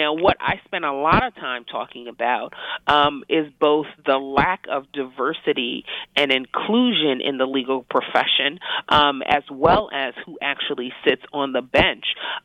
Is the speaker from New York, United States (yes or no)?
yes; New York, United States; I'm a New Yorker. I'm a New York girl, born and raised.